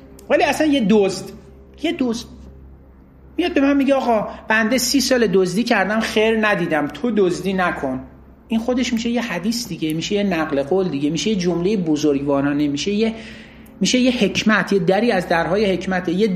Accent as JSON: {"language": "Persian", "country": "Iran", "said": "ما ایرانی هستیم، باهوشیم مثلا."}